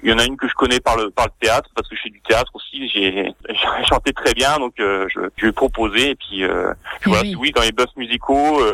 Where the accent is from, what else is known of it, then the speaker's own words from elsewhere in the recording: Épinal, Grand Est, France; Je suis spinalien, je suis d'Épinal, donc